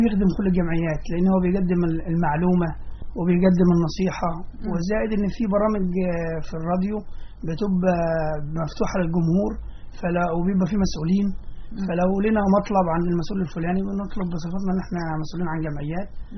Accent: Sohag, Sohag Governorate, Egypt; now in Giza, Egypt; يعني اساسا احنا من صهاج ولكن انا ساكن في قريه اسمها مشيت البكاري في الهرم محافظه الجيزه

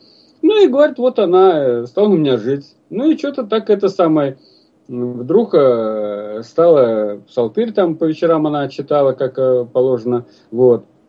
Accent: Ryazan Oblast, Russia; Ну, второй пример, вот это Рязанская область. У меня на родине

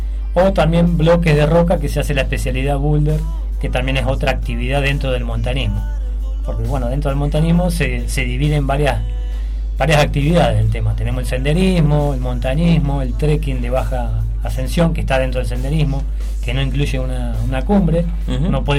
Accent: Mar del Plata, Buenos Aires Province, Argentina; soy de Mar del Plata, pero bueno, la vida y los caminos de la vida, uno va tomando rumbos

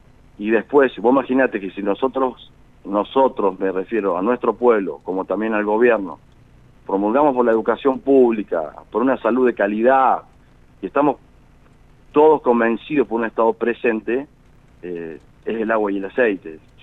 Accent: Río Cuarto, Córdoba, Argentina; also born or lived in Viamonte; Yo nací en Viamonte, pero me fui muy chiquito a Río Cuarto.

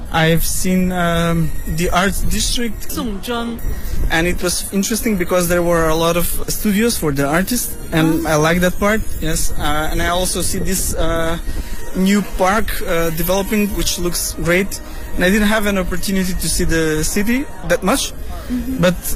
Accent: North Macedonia; I come from Macedonia.

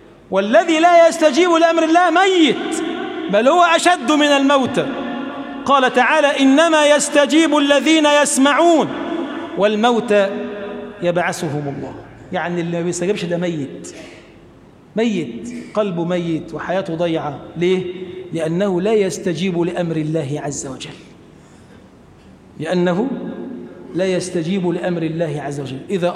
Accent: Egypt; اللهم اجعل بلدنا مصر بلدا آمنا مطمئنا

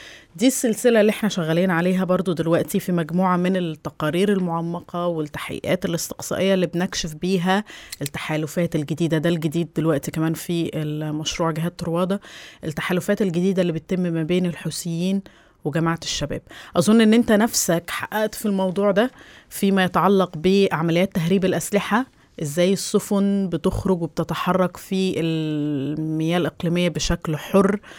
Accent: Egypt; عندنا في مصر بيقولك ايه مثل كده شعبي بنقوله

